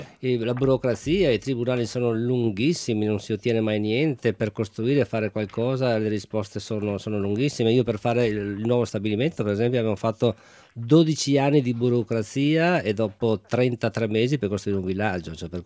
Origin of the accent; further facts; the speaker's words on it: Padua, Veneto, Italy; born there; Ah, io anche sono nato a Padova.